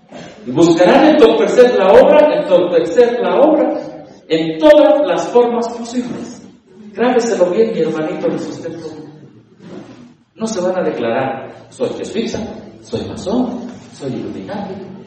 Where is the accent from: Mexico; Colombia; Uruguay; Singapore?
Mexico; Y como soy mexicano, ellos odian a los que no son.